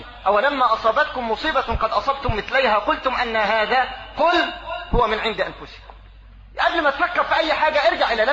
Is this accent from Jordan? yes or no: no; Egypt; لا سيما في بلدنا مصر